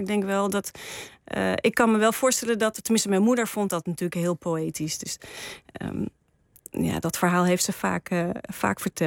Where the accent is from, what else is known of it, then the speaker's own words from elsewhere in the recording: Ermelo, Gelderland, Netherlands; ik ben opgegroeid in Ermelo in de In een heel mooi vrijstaand huis. Dus in een bos, gebouwd door mijn vader.